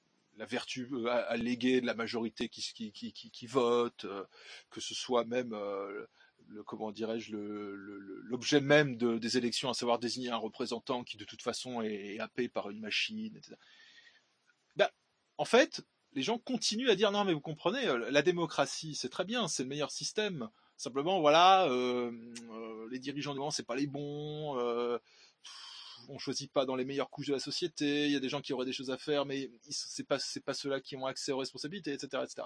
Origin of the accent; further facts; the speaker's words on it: Grand Est, France; Ce type de mesure expérimentale de soumission et de délire collectif est systématiquement testé chez nous en Alsace.